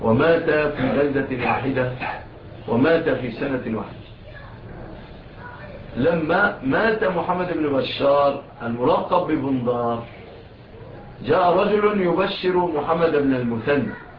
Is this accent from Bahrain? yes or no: no; Egypt; إلى بلادنا مصر